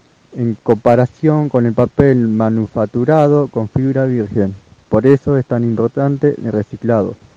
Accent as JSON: {"language": "Spanish", "town": "Junín", "region": "Buenos Aires Province", "country": "Argentina", "said": "de 27 años, soy de Junín."}